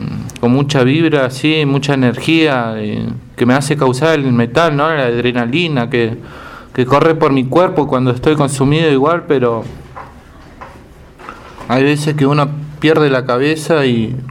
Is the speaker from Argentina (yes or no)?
yes; Bariloche, Río Negro, Argentina; yo nací acá en Bariloche. Soy del 9 de noviembre del 90 y fui criado por mis abuelos en el campo Villa Yanquín.